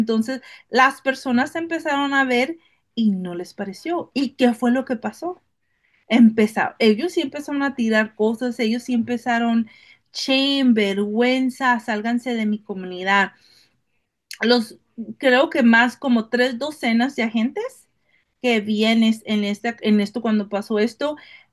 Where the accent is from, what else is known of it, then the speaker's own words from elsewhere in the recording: Tijuana, Baja California, Mexico; also born or lived in San Diego; yo crecí entre Tijuana y San Diego cruzando todos los días y tengo el conocimiento, un poco el conocimiento del gobierno mexicano y Estados Unidos y cómo navegar las lenguas.